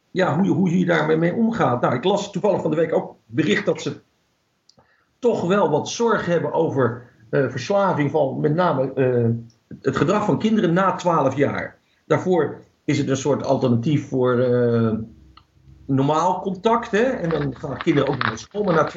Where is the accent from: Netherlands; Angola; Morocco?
Netherlands; Ja, tuurlijk. Ik ben Nederlander.